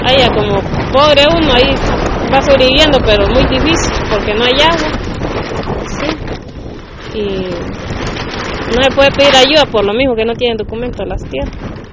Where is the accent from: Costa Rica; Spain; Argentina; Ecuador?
Costa Rica; Los Chiles, Alajuela; De los chiles, frontera norte.